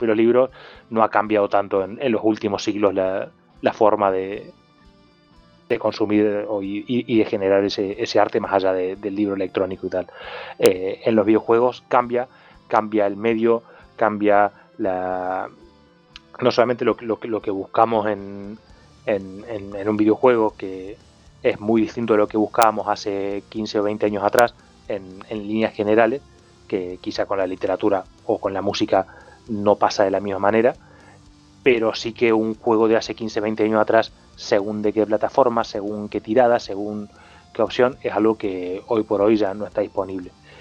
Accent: Argentina; Yo al final vengo de Argentina y de esos he visto unos cuantos.

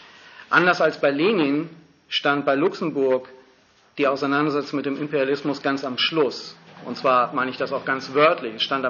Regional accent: Hamburg, Germany; Also ihr habt eben gehört, ich komme aus Hamburg.

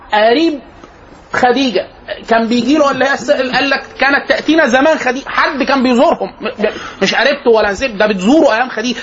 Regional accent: Egypt; يبقى كده ايه النطاق المصري ان احنا في الغالب كمصريين

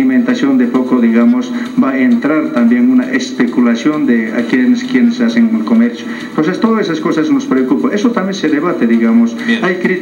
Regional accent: Potosí, Bolivia; soy potosino, soy del norte de Potosí

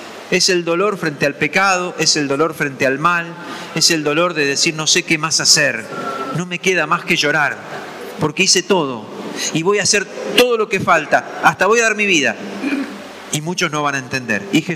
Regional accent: Argentina; otra vez como argentinos estamos envueltos en una crisis

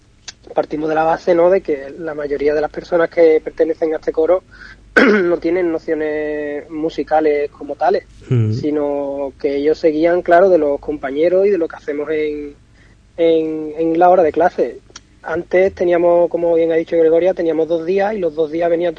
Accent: Jerez de la Frontera, Andalusia, Spain; yo soy jerezano, y aquí la zambomba pues es algo que se vive desde siempre

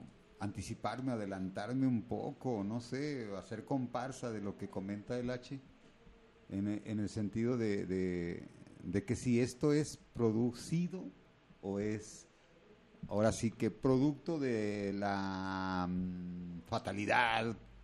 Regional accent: Mexico; no es nada más lo que somos como mexicanos

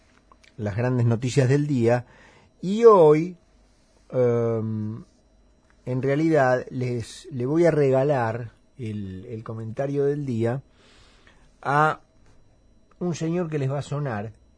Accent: Argentina; Lo cual habla bastante de cómo somos los argentinos

